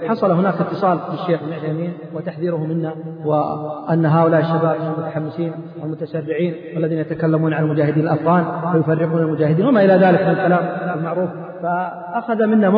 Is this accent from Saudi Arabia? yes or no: yes; Saudi Arabia; الذين عندنا في السعودية يختلفون